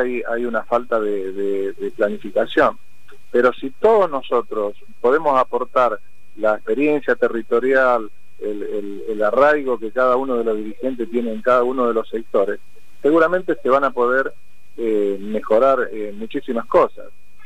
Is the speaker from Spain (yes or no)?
no; La Pampa, Argentina; now in Lomas de Zamora, Argentina; Yo vine de la provincia de La Pampa, otros vinieron del norte, del Chaco